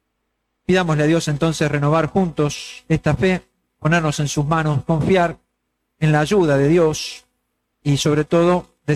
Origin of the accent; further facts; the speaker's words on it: Argentina; a nosotros los argentinos más todavía, porque todos sabemos que somos un pueblo frágil